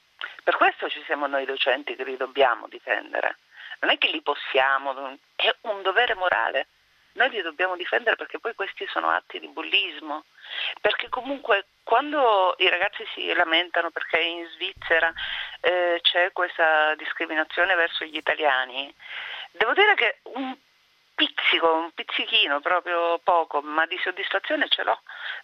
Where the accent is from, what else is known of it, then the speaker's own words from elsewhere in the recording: Sicily, Italy; moved away as an adult; Sono fiera di essere siciliana